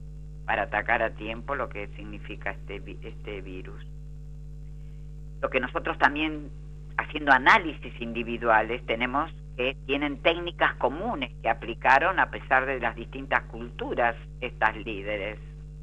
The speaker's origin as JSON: {"language": "Spanish", "country": "Argentina", "said": "posiblemente no la tenemos en Latinoamérica y menos en mi país, Argentina."}